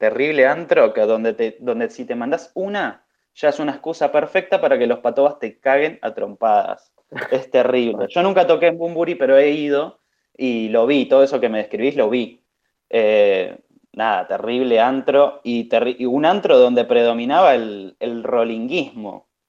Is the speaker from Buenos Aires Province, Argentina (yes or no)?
yes; Rafael Calzada, Buenos Aires Province, Argentina; Prácticamente nací en el Bunbury, en Calzada. Me parieron ahí en el bar. Y me crié como todo ese tumulto.